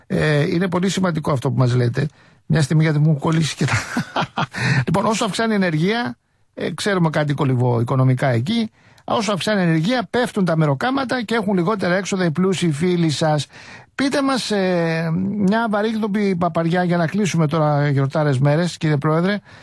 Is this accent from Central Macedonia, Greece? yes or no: no; Athens, Attica, Greece; born there; εγώ γεννήθηκα στους Αμπελοκήπους, πίσω από το γήπεδο του Παναθηναϊκού, στα βαζελοτόπια.